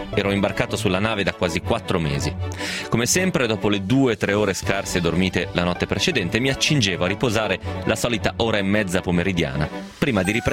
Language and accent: Italian; Rome, Lazio, Italy; ho 80 anni e vengo da Roma.